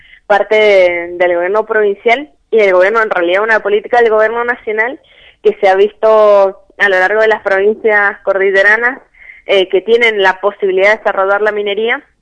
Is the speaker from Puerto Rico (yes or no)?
no; Mendoza, Argentina; tenemos para presionar como mendocinos para que estos proyectos no se aprueben